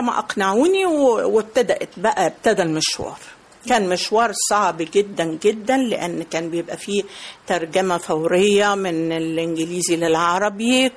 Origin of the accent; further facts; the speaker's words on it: Egypt; انت عارفة ان احنا مصريين أذكياء